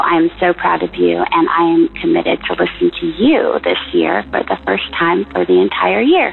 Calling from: Orlando, Florida, United States; I am calling from Orlando, Florida

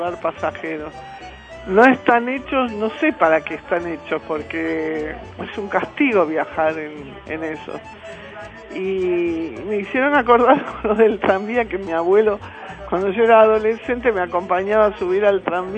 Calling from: Buenos Aires, Argentina; de Villa Crespo, un abrazo.

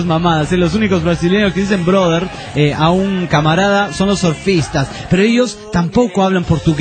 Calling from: San Luis, Argentina; de San Luis, Argentina. Los escucho por FM Hendrix, la 103.9.

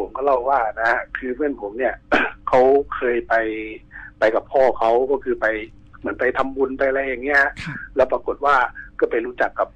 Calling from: Bangkok, Thailand; ผมอยู่ตรงแถวแอร์พอร์ตลิงก์รามครับ

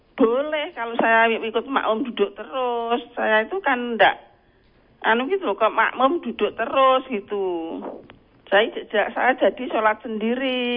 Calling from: Mojosongo, Central Java, Indonesia; Dari Mojosongo.

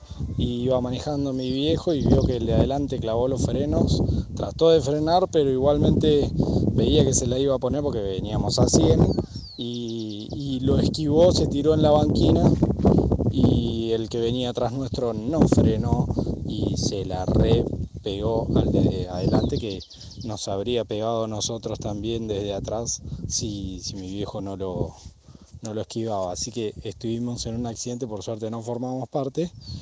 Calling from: Los Molles, Argentina; acá de Los Molles, para contar mi historia de accidente

